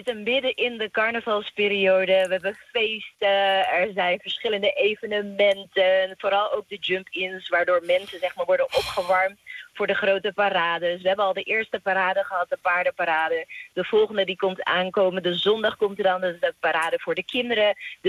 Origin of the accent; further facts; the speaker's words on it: Netherlands; Van oké, wanneer ben ik inderdaad Nederlander? Geboren en getogen in Nederland. Maar ook, zeg maar, Curaçao. Gewoon Curaçaoënaar die diepe, diepe verbinding voelt met haar roots en ook de taal en de cultuur en alles daaromheen.